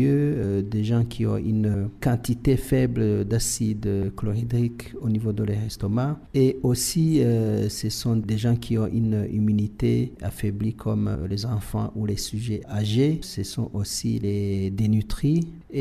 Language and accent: French; Burundi; On peut les avoir ici chez nous au Burundi.